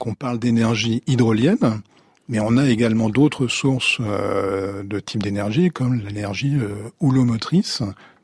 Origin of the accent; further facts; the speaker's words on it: Saint-Malo, Brittany, France; Je suis originaire de Saint-Malo, donc pour moi la mer c'est la côte d'Émeraude.